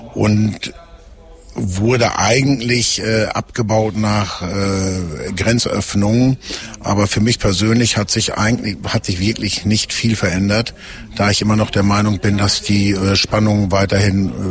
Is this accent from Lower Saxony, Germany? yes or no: yes; Lower Saxony, Germany; born there; now in Dülmen, Germany; Ich bin gebürtig aus dem Emsland und bin aufgrund meines Soldatenstatuses nach Dülmen gezogen. Ich bin hier heimisch geworden, es ist meine Heimat geworden. Emsland gibt mir nicht mehr so viel, hier habe ich alles gefunden, meine Kinder sind hier groß geworden und ich fühle mich wohl hier.